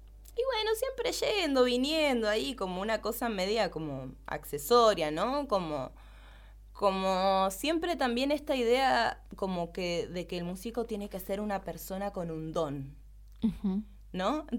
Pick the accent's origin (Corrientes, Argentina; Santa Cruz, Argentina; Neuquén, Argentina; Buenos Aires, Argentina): Buenos Aires, Argentina; yo soy de allá de Buenos Aires